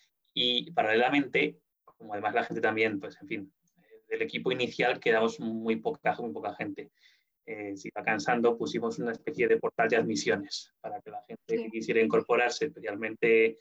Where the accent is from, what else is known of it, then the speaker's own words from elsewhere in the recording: Zaragoza, Aragon, Spain; yo soy de Zaragoza, con la emisora local de la serie Zaragoza, con Radio Zaragoza.